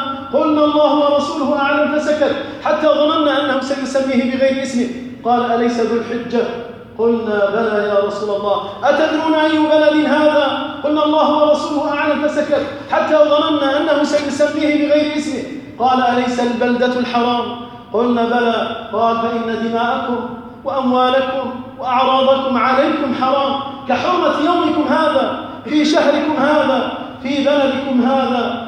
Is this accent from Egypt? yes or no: no; Algeria; أسأل الله عز وجل أن يحفظ بلدنا الجزائر